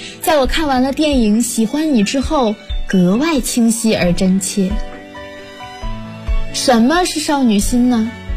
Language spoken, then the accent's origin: Chinese; Huanggang, Hubei, China; now in Nanjing, China; 来自湖北黄冈，我在南京大学，距离我的家乡600公里。